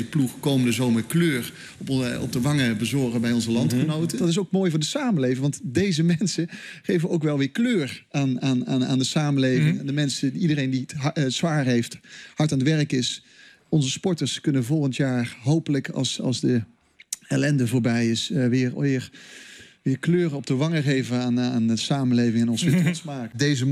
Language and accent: Dutch; North Brabant, Netherlands; Dat hoor je niet aan mijn accent, maar ik kom uit Brabant.